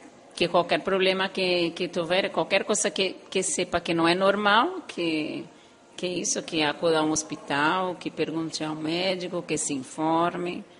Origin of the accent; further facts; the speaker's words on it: Brazil; now in Spain; No, yo soy brasileña.